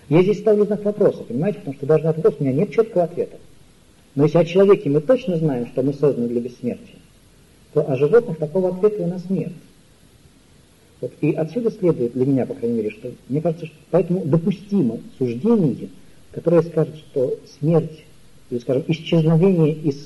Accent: Moscow, Russia; Опять же, помните, я несчастный москвич.

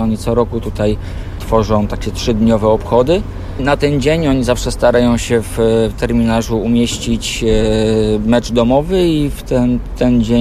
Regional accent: Katowice, Silesian Voivodeship, Poland; moved away as an adult; pochodzę z Katowic. Przyjechałem tu 10 lat temu.

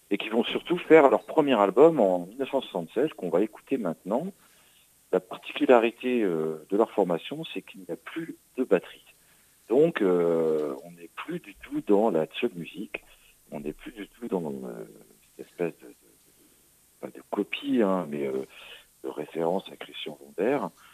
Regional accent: Normandy, France; mais parce que je suis normand, alors je suis pas très objectif.

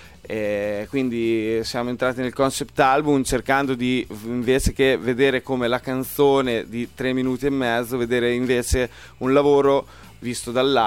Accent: Emilia-Romagna, Italy; noi veniamo da un paesino in realtà, non siamo di Forlì, ma

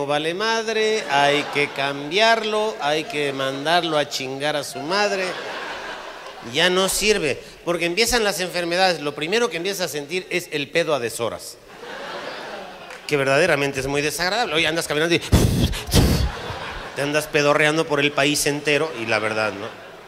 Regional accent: Mexico; oiga, doctora, fíjese que yo soy de México y no sé qué.

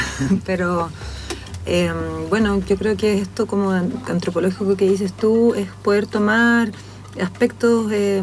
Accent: Chile; en Chile siempre era, no, Chile somos incorruptibles y Argentina son unos mafiosos

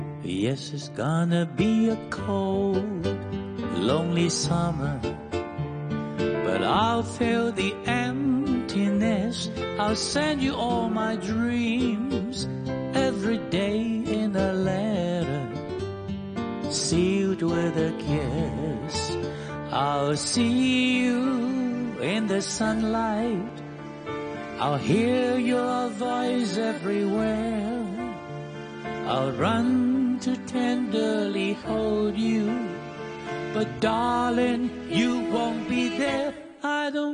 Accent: Hong Kong; 我哋香港人，我哋香港人最醒目啦

